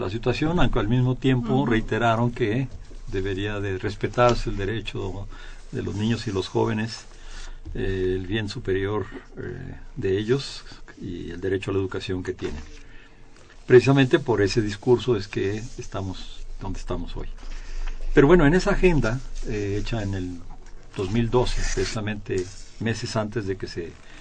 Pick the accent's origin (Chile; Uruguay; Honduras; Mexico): Mexico; Todos los demás somos mexicanos segundos, terceros, cuartos, quintos.